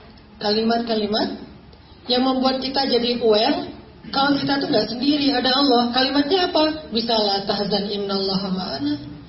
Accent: Aceh, Indonesia; Saya orang Aceh kuliah di Mesir.

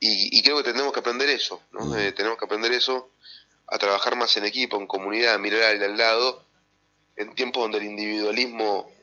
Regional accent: Concepción del Uruguay, Entre Ríos, Argentina; Yo soy de Concepción del Uruguay, no soy de acá

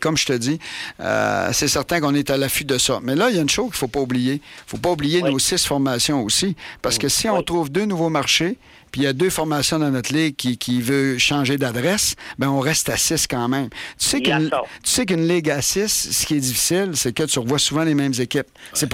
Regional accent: Chicoutimi, Quebec, Canada; moi, je viens de Chicoutimi.

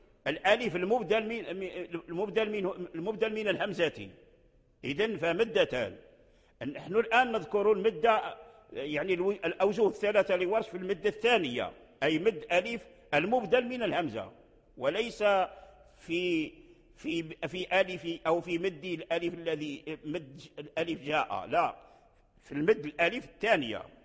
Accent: Morocco; الوجه الآن متداول عندنا في المغرب ونقرأ به

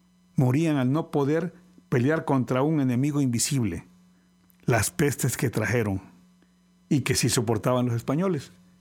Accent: Mexico; Somos mexicanos, una nueva raza.

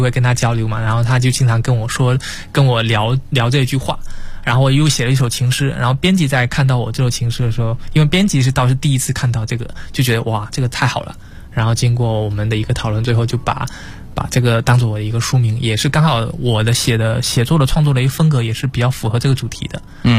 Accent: southern China, China; 这可能是因为我是南方人的因素

